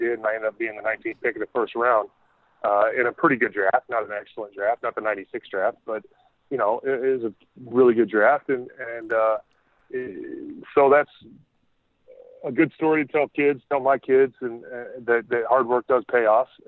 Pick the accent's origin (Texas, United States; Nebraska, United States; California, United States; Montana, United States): California, United States; San Diego; I'm going from San Diego, where there's nobody watching basketball because it's an outdoor city. That's where mm-hmm. I grew up.